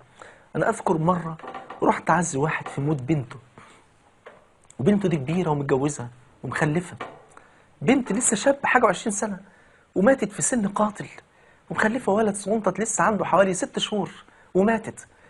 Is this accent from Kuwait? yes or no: no; Egypt; وطبعا يعني المثل البلدي عندنا في مصر يقول لك